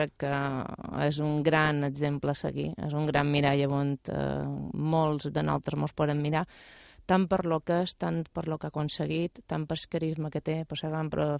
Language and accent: Catalan; Balearic Islands, Spain; now in Mallorca, Spain; jo som menorquina, vaig néixer a Menorca i fa moltíssim any que estic afincada aquí a Mallorca.